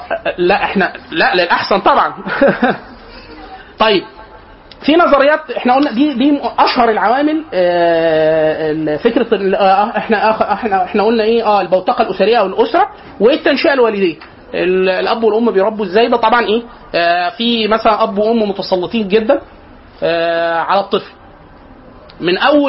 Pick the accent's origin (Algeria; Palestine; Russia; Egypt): Egypt; احنا عندنا في مصر لازم نفترق مطبات عند النور